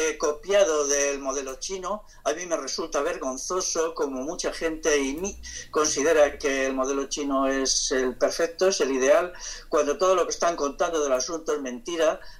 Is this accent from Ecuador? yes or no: no; Castile, Spain; yo que soy castellano